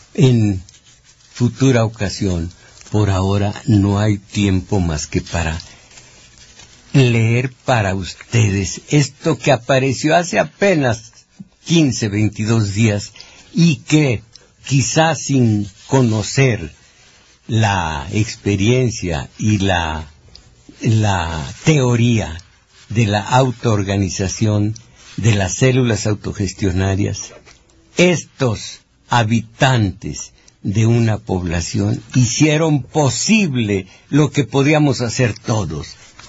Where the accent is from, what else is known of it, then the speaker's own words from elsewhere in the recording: Mexico; no 120 millones de átomos que somos los mexicanos